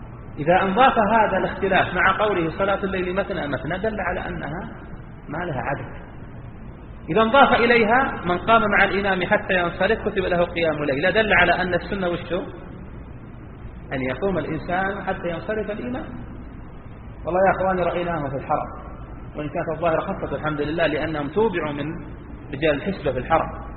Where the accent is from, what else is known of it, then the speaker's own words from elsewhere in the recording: Saudi Arabia; أنت ممكن في بلدنا المملكة العربية السعودية الحمد لله الشأن أخف